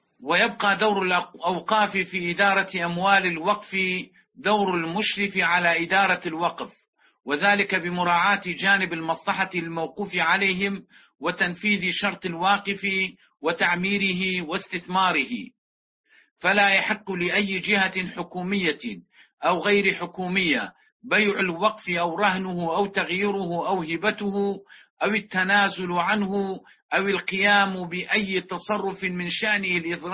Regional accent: Iraq; محافظة كركوك نحن نعلم كعراقيين

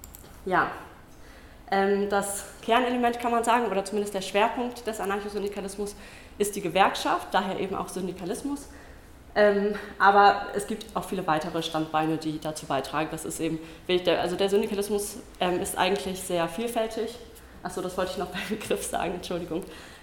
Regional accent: Mainz, Rhineland-Palatinate, Germany; ich komme aus Mainz

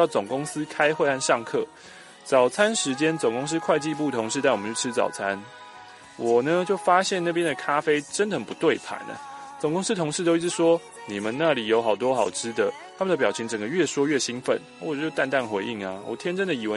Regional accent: Ipoh, Perak, Malaysia; 从小到大我在这个地方长大呢都试过了

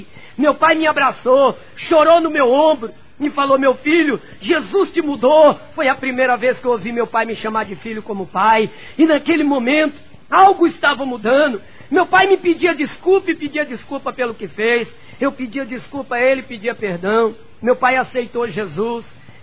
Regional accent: Rio de Janeiro, Brazil; Voltei para o Rio de Janeiro, para ali onde eu nasci e me criei, no bairro chamado Santa Amélia.

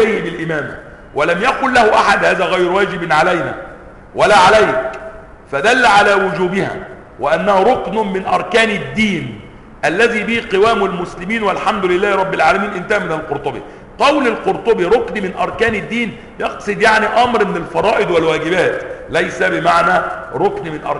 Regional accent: Egypt; اتضح لنا فيما بعد ان في قانون عندنا في مصر يعاقب المفطرين في رمضان

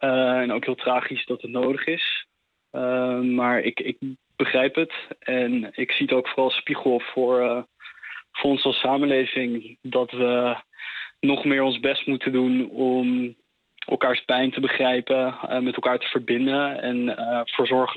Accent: Netherlands; zeker 4 mei, dat draait om onze eigen geschiedenis als Nederlanders en om de wereldoorlog die heeft plaatsgevonden.

